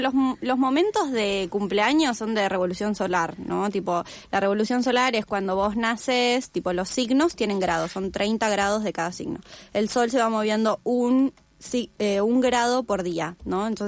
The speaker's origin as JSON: {"language": "Spanish", "town": "El Bolsón", "region": "Río Negro", "country": "Argentina", "said": "yo soy de Bolsón, soy de la Patagonia, vivo acá hace 3 meses."}